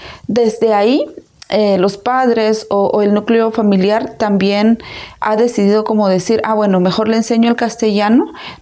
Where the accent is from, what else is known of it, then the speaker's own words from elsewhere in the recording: Izabal, Guatemala; soy mujer maya Ekchi, soy comunicadora indígena, yo soy de Guatemala, del departamento de Izabal